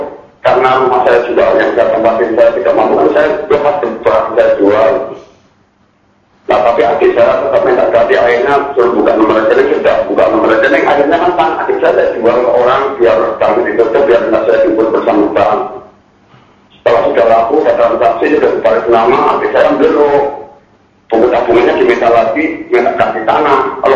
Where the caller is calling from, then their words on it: Pemalang, Central Java, Indonesia; Saya dari Kiono, dari Pemalang.